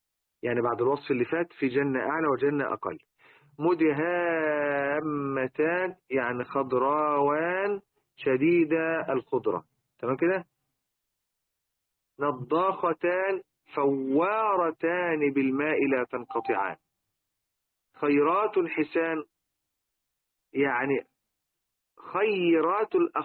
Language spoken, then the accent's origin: Arabic; Egypt; لذلك احنا حتى عندنا في مصر